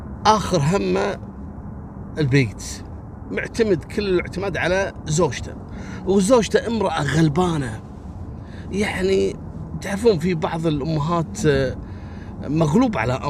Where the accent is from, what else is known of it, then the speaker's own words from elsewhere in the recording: Kuwait; لكن بعطيكم خبر حصل عندنا في الكويت يوم أمس